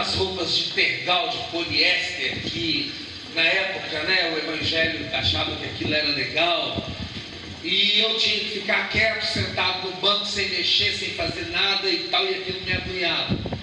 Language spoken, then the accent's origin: Portuguese; Belo Horizonte, Minas Gerais, Brazil; eu sou de Belo Horizonte, meus pais são missionários há 50 anos, fizemos 50 anos de casado também, eles são missionários batista, eu cresci em igreja